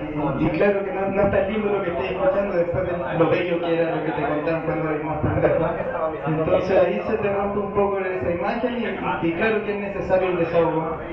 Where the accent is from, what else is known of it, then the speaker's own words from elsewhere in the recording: Antofagasta, Chile; Yo soy del norte de Chile, la segunda región, de una ciudad chica.